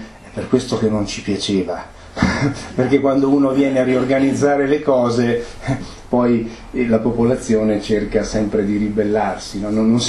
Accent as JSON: {"language": "Italian", "town": "Riva del Garda", "region": "Trentino-Alto Adige", "country": "Italy", "said": "io sono di Riva del Garda"}